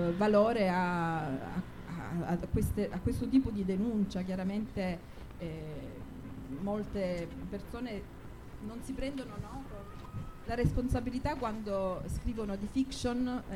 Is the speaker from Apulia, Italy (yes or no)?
yes; Lecce, Apulia, Italy; appartiene al mio sud, perché io vengo da Lecce e la poetica è proprio quella lirica.